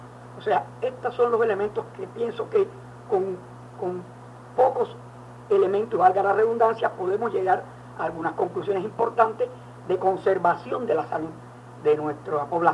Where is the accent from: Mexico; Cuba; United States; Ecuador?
Cuba; Yo soy cubano